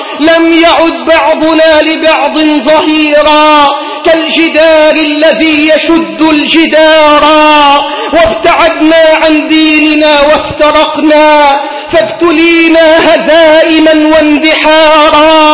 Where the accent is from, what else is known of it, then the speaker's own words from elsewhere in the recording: Egypt; اللهم احفظ بلدنا مصر من كل سوء